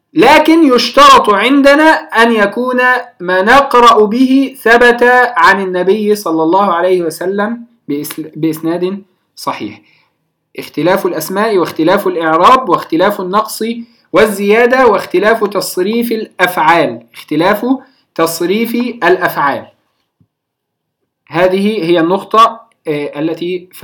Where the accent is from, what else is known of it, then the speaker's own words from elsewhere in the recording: Egypt; على سبيل المثال عندنا في مصر نفتح موسى وما شابه